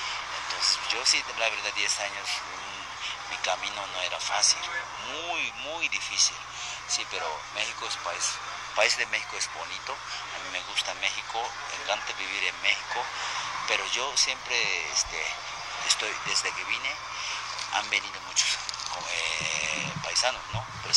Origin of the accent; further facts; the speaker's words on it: Japan; Spanish is a second language; also born or lived in Costa Rica; pero soy japonés, nunca olvido, yo nací en Costa Rica, soy japonés, 100% japonés original